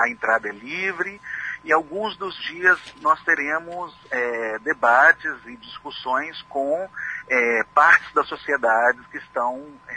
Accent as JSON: {"language": "Portuguese", "town": "Belo Horizonte", "region": "Minas Gerais", "country": "Brazil", "said": "E eu sou de Belo Horizonte e participei por 3 anos seguidos."}